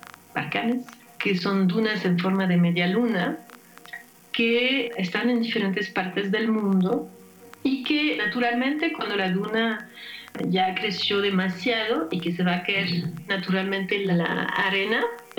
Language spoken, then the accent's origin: Spanish; France; Spanish is a second language; now in Mexico; yo soy francesa, he vivido en Francia básicamente toda mi vida y pues por cuestiones personales hace 17 años vine a vivir a México.